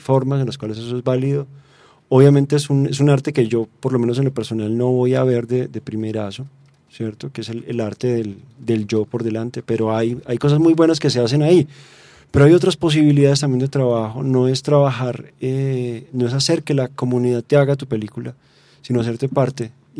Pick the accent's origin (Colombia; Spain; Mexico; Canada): Colombia; pues que sea rentable para nosotros como colombianos